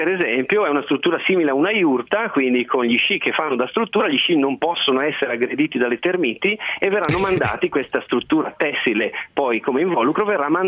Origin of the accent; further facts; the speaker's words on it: Lombardy, Italy; born there; sono nato in Valle Camonica e quindi li conosco bene.